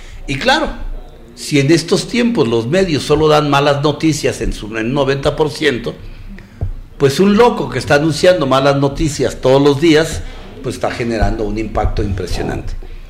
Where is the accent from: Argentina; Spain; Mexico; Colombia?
Mexico; también tenemos que verlo con responsabilidad como mexicanos